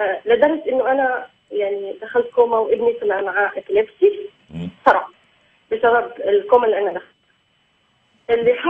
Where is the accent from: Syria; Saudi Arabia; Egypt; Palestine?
Palestine; أنا فلسطينية، تزوجت من واحد مصري